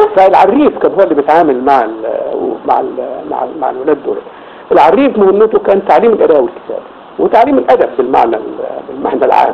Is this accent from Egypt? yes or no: yes; Qahafa, Gharbia, Egypt; الكتاب مقره في قريتنا بيت الشيخ وكان في قرية أحافة اعتقد كتابين اساسيين فقط